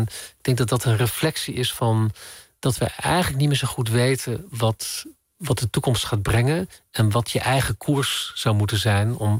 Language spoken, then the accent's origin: Dutch; Emmen, Drenthe, Netherlands; En vanuit Drenthe, ik ben in Zuidoost-Drenthe opgegroeid in Emmen.